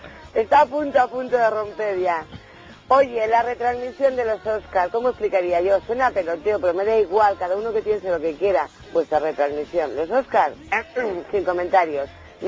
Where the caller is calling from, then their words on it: Madrid, Community of Madrid, Spain; Desde el corazoncito de Madrid.